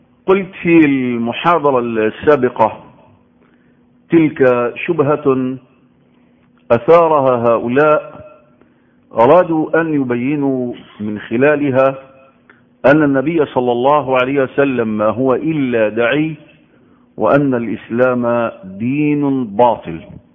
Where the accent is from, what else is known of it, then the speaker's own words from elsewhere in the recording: Egypt; خاصة في بلدنا مصر يحتفلوا بالنص من شعبان